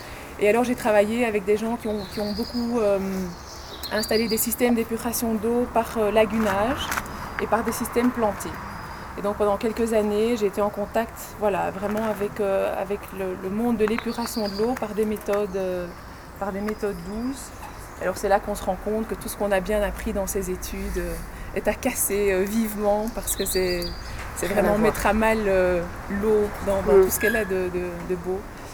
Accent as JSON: {"language": "French", "town": "Brussels", "region": "Brussels-Capital Region", "country": "Belgium", "tie": "born there", "said": "Pourtant, je suis bruxelloise de naissance et j'habite toujours Bruxelles, la grosse tare."}